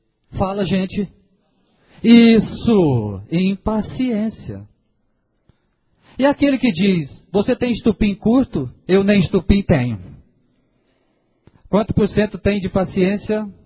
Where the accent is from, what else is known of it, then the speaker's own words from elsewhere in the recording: Minas Gerais, Brazil; Nós, como mineiro, né, a gente sempre fala trem, né? Para nós tudo é trem, né?